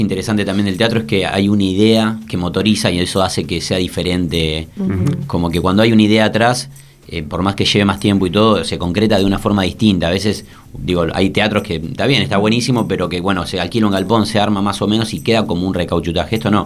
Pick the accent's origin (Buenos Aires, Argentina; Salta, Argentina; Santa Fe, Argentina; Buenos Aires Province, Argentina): Santa Fe, Argentina; me formé en teatros más clásicos y más grandes, yo vengo de Santa Fe